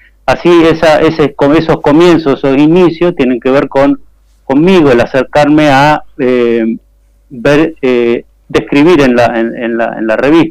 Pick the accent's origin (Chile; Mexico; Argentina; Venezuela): Argentina; Buenos Aires; Yo soy oriundo de Capital Federal, yo soy de los queridos porteños, digamos.